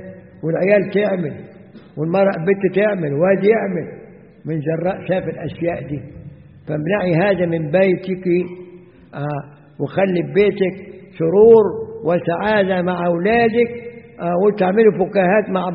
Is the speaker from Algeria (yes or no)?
no; Egypt; now in Zawiya, Libya; وعندنا في مصر ساعات بعض النساء الخرافيات تيجي ساعة الجمعة